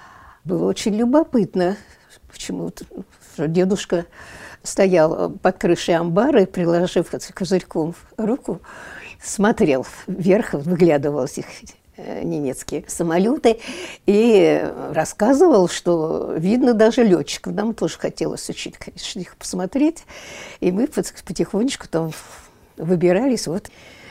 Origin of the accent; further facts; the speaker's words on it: Moscow, Russia; born there; also born or lived in Ukraine; Я родилась 8 мая 1933 года. Родилась я в Москве. Мне было лет 5, когда меня отправили к папиным родственникам на Украину